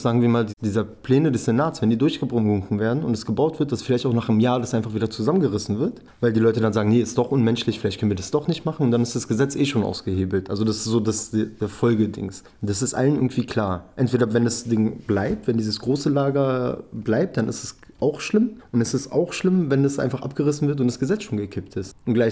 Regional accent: Berlin, Germany; Ich komme selber aus dem Wrangelkiez.

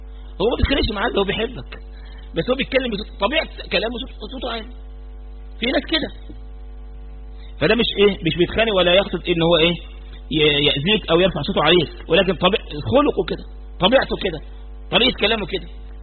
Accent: Egypt; احنا حتى كمصريين يعني بنحب الحته دي، ما نعرفش نكتمها.

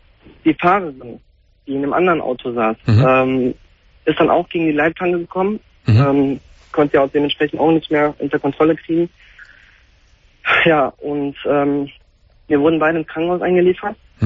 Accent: Cologne, North Rhine-Westphalia, Germany; Also ich komme, wie gesagt, aus Köln, sie aus Bergheim.

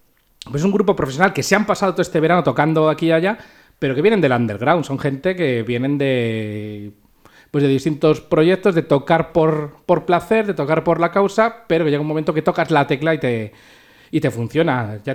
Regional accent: Pinto, Community of Madrid, Spain; nosotros no somos Drinking Tinto, pero somos de Pinto.

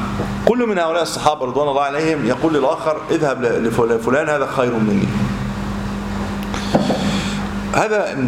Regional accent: Egypt; يمكن عندنا في مصر قليله

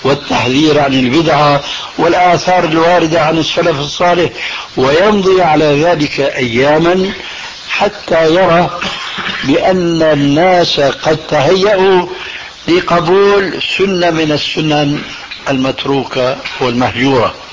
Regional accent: Syria; نضربها كما يقولون عندنا في الشام علاوية

